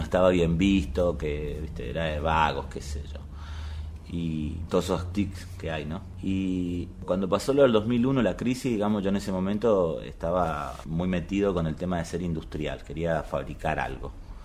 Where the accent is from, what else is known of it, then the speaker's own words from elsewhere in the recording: Argentina; soy argentino, tengo 42 años